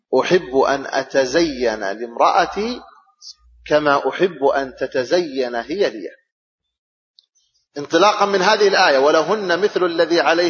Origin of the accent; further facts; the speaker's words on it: Saudi Arabia; بلادنا السعودية مثلا